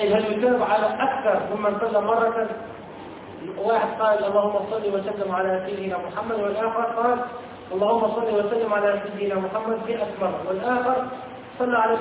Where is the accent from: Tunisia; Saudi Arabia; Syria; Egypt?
Tunisia; يقول من عندنا في تونس